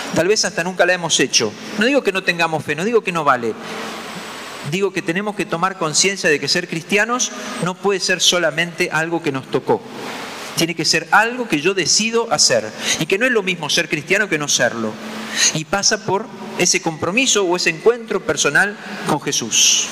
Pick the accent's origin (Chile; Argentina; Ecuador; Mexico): Argentina; somos cristianos de la misma manera que somos argentinos y qué sé yo. Bueno, me tocó nacer en este lugar del mundo, me tocó nacer en este país, me tocó ser cristiano.